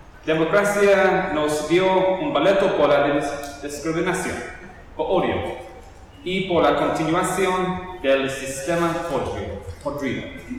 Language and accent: Spanish; England, United Kingdom; Spanish is a second language; soy director de Inglaterra